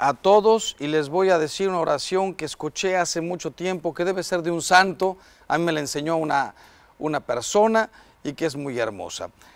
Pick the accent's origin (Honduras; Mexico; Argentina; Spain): Mexico; Yo como mexicano, pero también como hispano